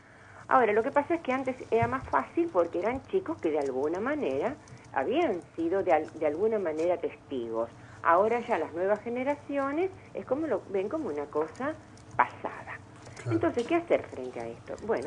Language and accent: Spanish; Argentina; tiene que ver con nuestra identidad como argentinos